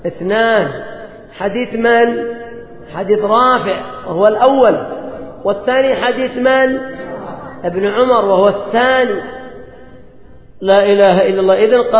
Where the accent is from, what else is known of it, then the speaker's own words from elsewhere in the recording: Yemen; عندنا في اليمن القبيلة أيضا، القبيلة لها دور